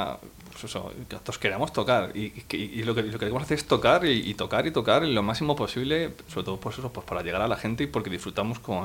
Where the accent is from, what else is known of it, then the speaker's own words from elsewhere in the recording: Madrid, Community of Madrid, Spain; lo puedes hacer en Madrid, nosotros somos de Madrid